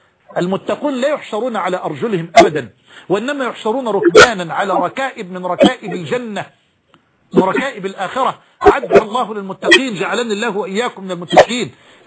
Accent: Egypt; يمكن حتى مش لقي عجلة عندنا في مصر

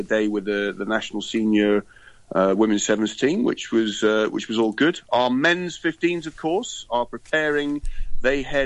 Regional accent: Scotland, United Kingdom; No, I was a bit disappointed by the England result, quite frankly, as a Scot, Phil.

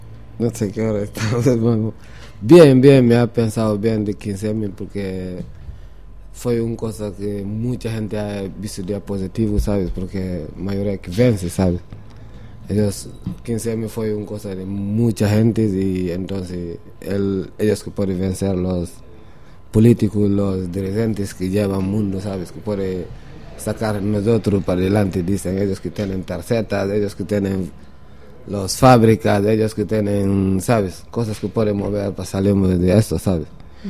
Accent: Guinea-Bissau; moved away; Como yo soy si yo te digo, soy de Guinea-Bissau, ¿sabes? Y yo he llegado a Europa con mi profesión, llegar a trabajar.

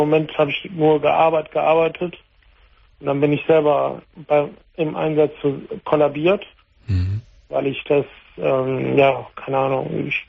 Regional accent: Italy; aber ich bin Italiener.

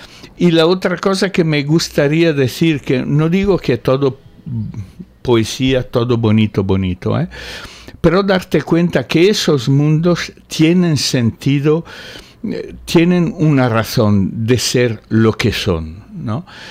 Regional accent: Italy; Spanish is a second language; now in Spain; Cuando volví a... Yo soy italiano. Cuando volví a Italia por vacaciones

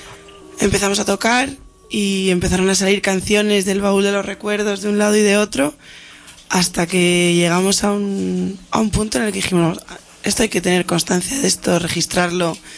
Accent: Spain; Yo que soy española, y ahora tenemos dos primos.

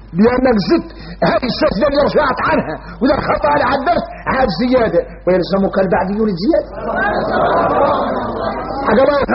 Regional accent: Mauritania; احنا موريتاني بينا كبر،

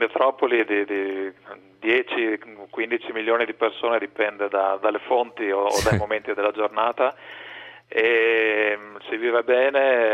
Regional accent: Veneto, Italy; perché io sono veneto d'origine

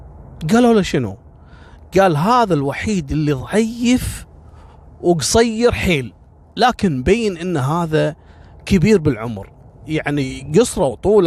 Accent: Kuwait; عندنا في الكويت

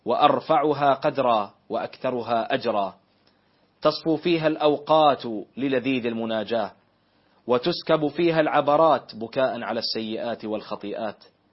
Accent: Bahrain; اللهم احفظ بلادنا البحرين

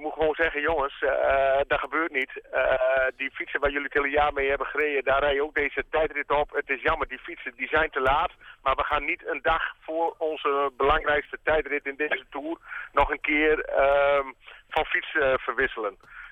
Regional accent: Netherlands; En wij als Nederlanders weten dat natuurlijk ook wel.

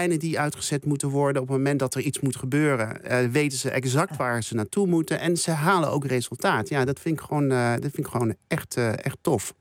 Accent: Curaçao; En ik kom zelf uit Curaçao

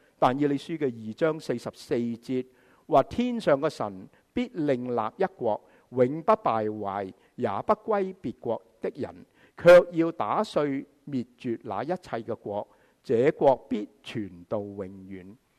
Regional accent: China; 我们中国人就会说是貔貅

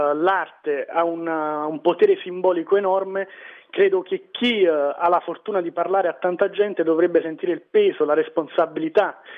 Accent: Naples, Campania, Italy; sono cresciuto a Scampia

